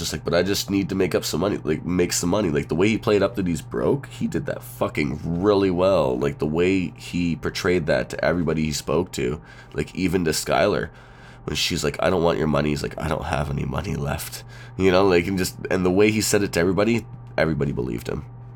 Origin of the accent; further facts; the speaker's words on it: Canada; It's funny because we haven't really mentioned too much that we're Canadian, really.